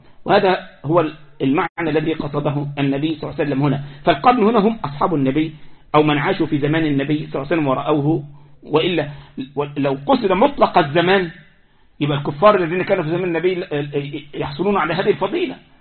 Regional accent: Egypt; عندنا في مصر يقول لك صاحب بالين كذاب وصاحب ثلاثة منافق.

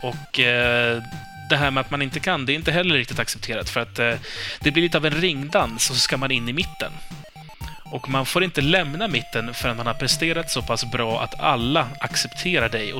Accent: Iran; now in Sweden; Så, nej, jag är iranier.

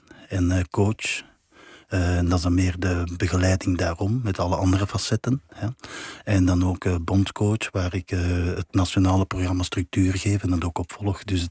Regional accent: Belgium; Ik ben een Belg natuurlijk, maar ik ben een turn-Nederlander in hart en nieren.

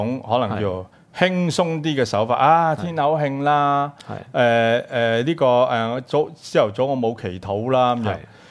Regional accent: Hong Kong; 我哋香港市民就係個主人

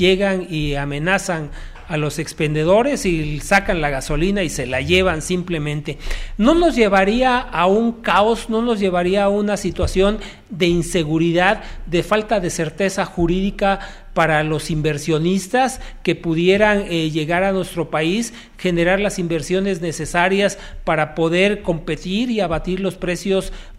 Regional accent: Mexico; somos todos los mexicanos

